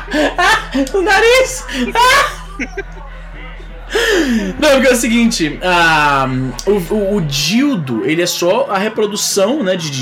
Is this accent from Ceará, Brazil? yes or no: yes; Ceará, Brazil; Pra quem tá ouvindo aí, eu sou cearense, eu posso falar o que eu quiser